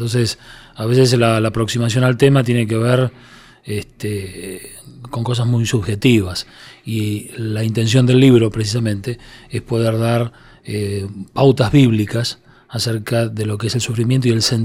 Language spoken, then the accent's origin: Spanish; Argentina; una noche de verano en mi país, Argentina, un calor muy fuerte